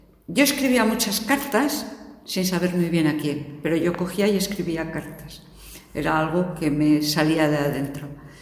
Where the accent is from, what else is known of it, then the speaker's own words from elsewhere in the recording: Gijón, Asturias, Spain; also born or lived in Ribadesella; Nací en Ribadesella, por si queréis algún dato así más aquello, pero desde que tenía 2 años llevo viviendo en Gijón.